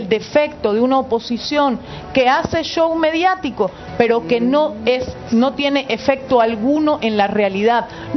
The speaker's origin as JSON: {"language": "Spanish", "country": "Bolivia", "said": "yo voy a aportar como boliviana a mi país desde donde esté."}